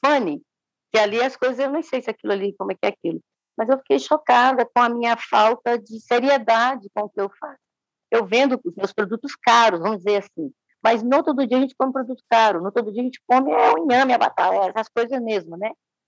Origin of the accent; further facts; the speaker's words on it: Minas Gerais, Brazil; Eu sou mineira ainda por cima